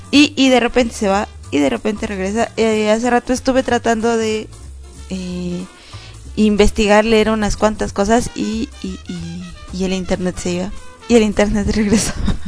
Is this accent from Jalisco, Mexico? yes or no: no; Aguascalientes, Mexico; Y desde mi tierra hidrocálida estoy sufriendo.